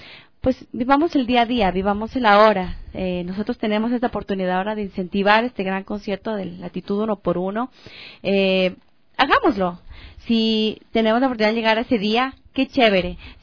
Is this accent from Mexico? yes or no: no; Loja, Ecuador; sentirme orgullosamente además que soy ecuatoriana, que soy lojana